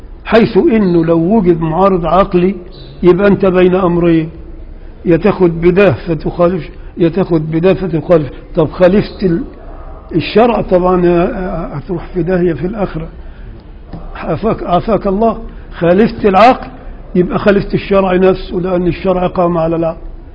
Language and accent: Arabic; Upper Egypt, Egypt; انا راجل صعيدي وبغير على اللي هنا